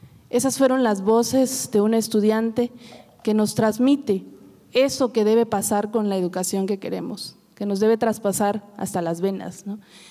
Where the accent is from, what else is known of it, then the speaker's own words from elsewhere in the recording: Oaxaca, Mexico; De alguna manera, habría que enmarcar que nosotros como oaxaqueños